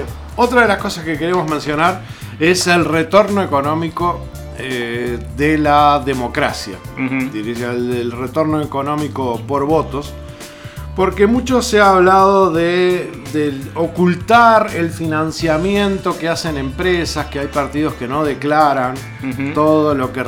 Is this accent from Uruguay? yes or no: yes; Uruguay; nosotros tenemos que sentirnos orgullosos como uruguayos